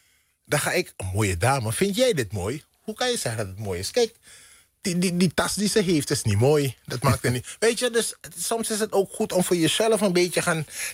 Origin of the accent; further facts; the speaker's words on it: Netherlands; Omdat wij hier in Nederland als Nederlander de hongersnood hebben meegemaakt.